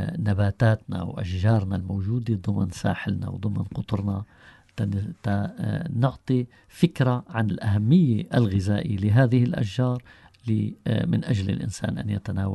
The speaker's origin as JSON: {"language": "Arabic", "town": "Tartus", "region": "Tartus Governorate", "country": "Syria", "said": "وحاليا عندنا في طرطوس مشتل خاص بإنتاج الغراس."}